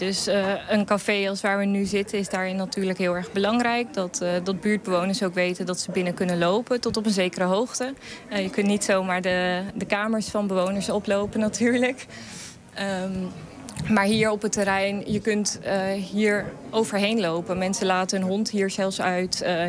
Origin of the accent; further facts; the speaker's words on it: Ter Apel, Groningen, Netherlands; Oorspronkelijk kom ik uit Ter Apel. De hoofdstad van het COA, kun je wel zeggen. Van de asielketen.